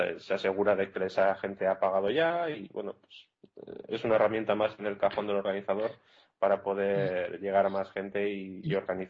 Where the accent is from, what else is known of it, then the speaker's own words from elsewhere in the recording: Barakaldo, Basque Country, Spain; now in Iceland; Sí, soy de Baracaldo, que es un pueblo de 100.000 habitantes que hay al lado de Bilbao